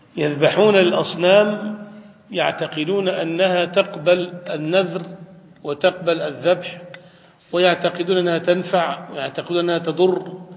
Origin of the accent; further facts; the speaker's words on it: Damietta, Damietta Governorate, Egypt; عندنا في دمياط مثلا أهل بحر